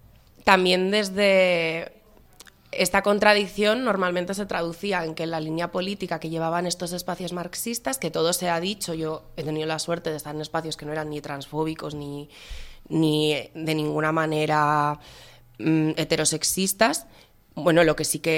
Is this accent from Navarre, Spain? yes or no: no; Aragon, Spain; soy de Aragón y me interesa muchísimo la experiencia del Consejo de Aragón